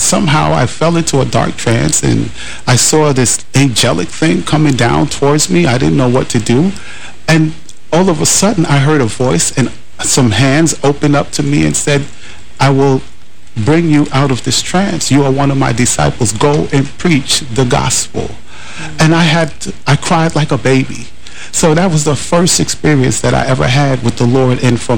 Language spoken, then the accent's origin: English; New York City, New York, United States; I was a young knucklehead on the streets of New York City. I grew up in Harlem, up in Washington Heights, upper west side of Manhattan.